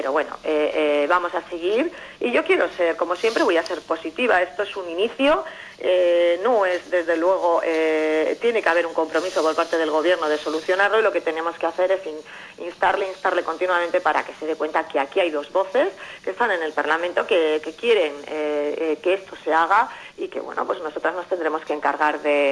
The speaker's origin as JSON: {"language": "Spanish", "town": "Llodio", "region": "Basque Country", "country": "Spain", "said": "yo soy de Llodio"}